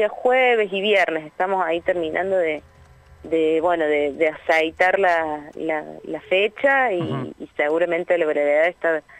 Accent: Río Cuarto, Córdoba, Argentina; Yo soy de Río Cuarto

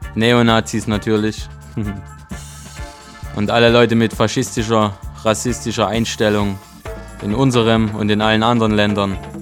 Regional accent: Freiberg, Saxony, Germany; aus Freiberg in Sachsen. Das ist meine Heimatstadt.

